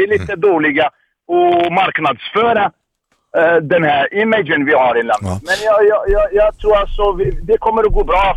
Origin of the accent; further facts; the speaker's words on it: Algeria; Swedish is a second language; also born or lived in France; now in Sweden; Jag kommer från Algeriet från början.